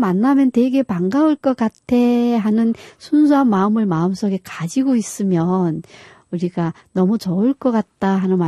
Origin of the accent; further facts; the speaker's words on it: North Korea; now in South Korea; 우리가 북한에서 교육받을 때 느꼈던 것처럼 그렇지 않다는 것